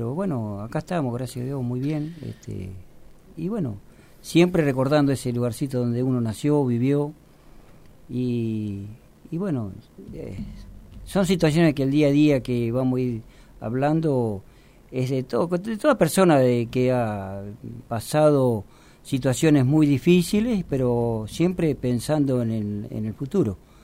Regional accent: Bell Ville, Córdoba, Argentina; born there; now in Buenos Aires, Argentina; vivía en Ballesteros, y bueno, cuando mis padres se casaron, bueno... Nací yo en Belville

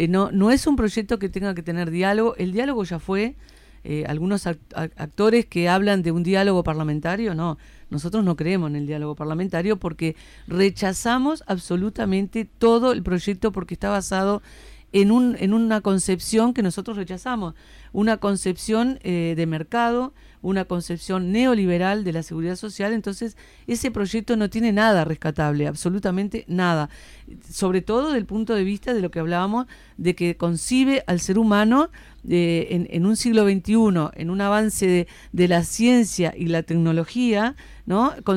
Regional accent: Uruguay; acá, como uruguayos, tenemos que cuestionar el modelo económico

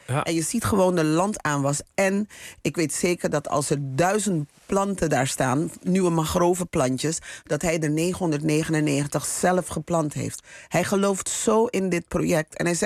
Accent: Suriname; Het is wat wij als Surinamers gewoon elke dag merken is gewoon dat de economie ontwricht is.

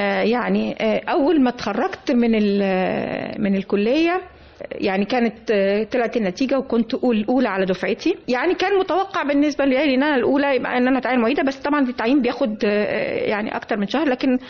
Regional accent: Egypt; فأنا كنت سعيدة جدا بكوني مصرية،

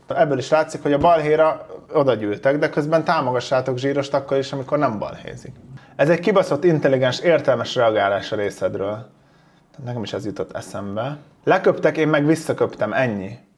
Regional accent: Hungary; Amúgy vidékről származom. Mindig belpestiznek, hogy látszik, hogy Pesten nőtt fel, meg minden. Olyan faluban nőttem fel, ahol kevesebb, mint 1000 ember lakik, szóval igen, vidéki vagyok

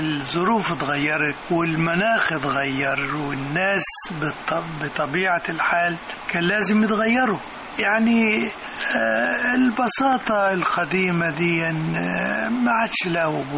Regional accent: Beheira, Egypt; also born or lived in Kafr El Sheikh; في كفر الشيخ ميلادي، وبعد كده طفولتي كلها في البحيرة.

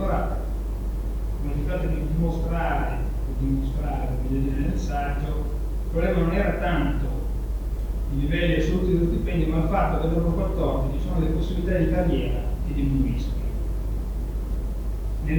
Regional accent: Pavia, Lombardy, Italy; sui monumenti di Pavia, che erano le mie parti

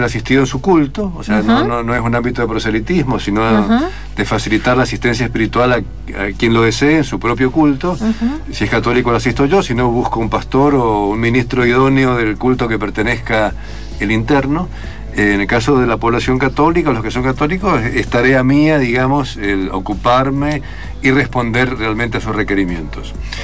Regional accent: Mendoza, Argentina; Le decía a los mendocinos, que los mendocinos, soy mendocino

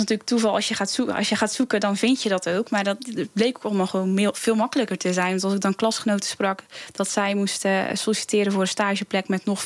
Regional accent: Hulst, Zeeland, Netherlands; Ja, en daarna ben ik gewoon hier getogen.

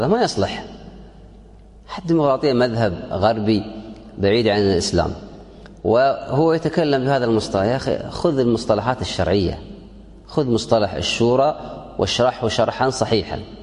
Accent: Kuwait; اليوم عندنا في الكويت

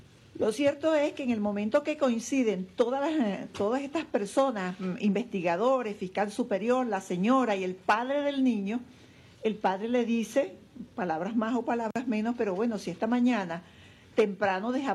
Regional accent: Venezuela; No solamente los que somos venezolanos, todos los que habitan en este país

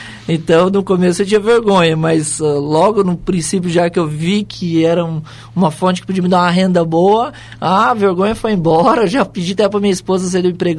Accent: Foz do Iguaçu, Paraná, Brazil; Sim, sou aqui de Foz. Nasci aqui em Foz do Iguaçu, no Hospital Costa Cavalcante, né? Antigo Madeirinha.

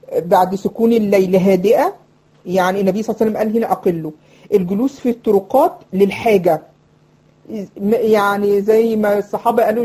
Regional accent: Egypt; يعني حتى كانوا بيسموه عندنا في مصر يقولك ايه

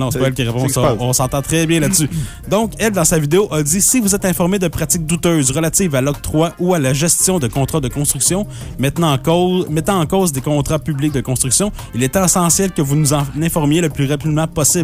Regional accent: Quebec, Canada; Maintenant, plus proche de chez nous, au Québec, on s'ennuyait

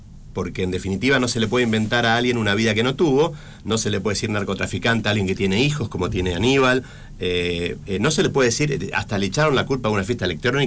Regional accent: Argentina; Y yo me da una vergüenza como argentino que nos haya afanado un gobierno.

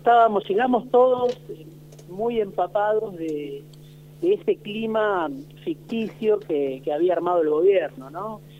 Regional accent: Argentina; obviamente como tantos argentinos y argentinas trabajando quizá demasiado para tener un sueldo

